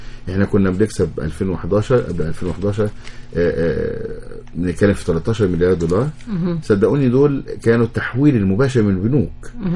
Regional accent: Egypt; أنا مواطن مصري في الأول وفي الآخر، ولادي قاعدين فيها

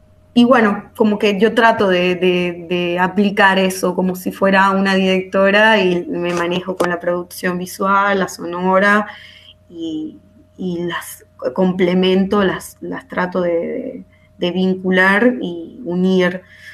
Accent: Venezuela; moved away as an adult; yo me fui de Venezuela en el 2017, como que pensando en ampliar mi proyecto y mis conocimientos en otros lugares, como que fue una decisión ya de años trabajando en Venezuela, viviendo, estudiando

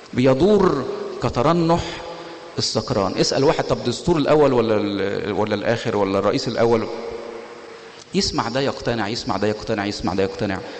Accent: Egypt; انا بشوف الكلام ده مش من واقعي كمصري، كلام صعب عليا جدا. انا كمصري اتمنى ان الدنيا تبقى مش كده

